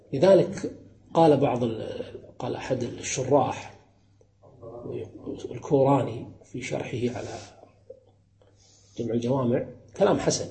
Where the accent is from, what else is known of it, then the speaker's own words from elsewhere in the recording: Kuwait; مثلا ككويتيين ليس من المروءة أن تدخل العرس بثوب بدون أن تغطي رأسك